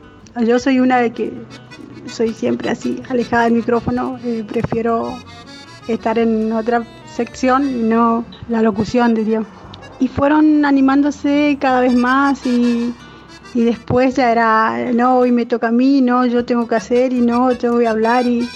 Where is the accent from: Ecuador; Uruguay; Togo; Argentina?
Argentina; Goya, Corrientes; soy de Paraje Buenavista, en el departamento de Goya, en la provincia de Corrientes.